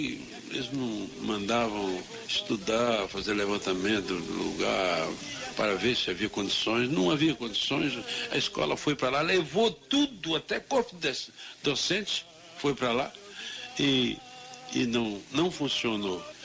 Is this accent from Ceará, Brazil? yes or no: yes; Araripe, Ceará, Brazil; moved away; eu parti lá do Araripe, onde eu nasci, me criei.